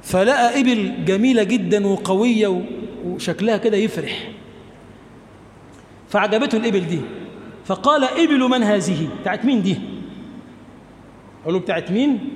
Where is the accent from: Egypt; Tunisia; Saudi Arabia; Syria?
Egypt; اللهم اجعل بلدنا مصر بلدا آمنا